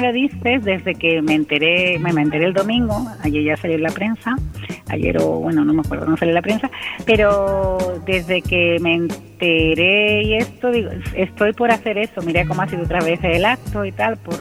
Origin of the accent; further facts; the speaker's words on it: Gelves, Andalusia, Spain; mi primer reconocimiento fue en mi pueblo, bueno, en mi pueblo Helves